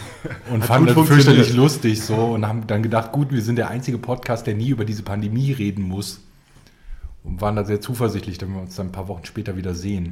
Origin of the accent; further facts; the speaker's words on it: Rhineland, Germany; Und ich als Rheinländer bin fürchterlich wütend